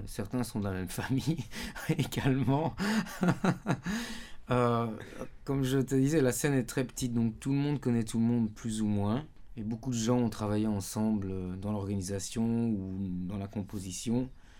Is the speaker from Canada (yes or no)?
no; France; now in Lebanon; Bon, on est français évidemment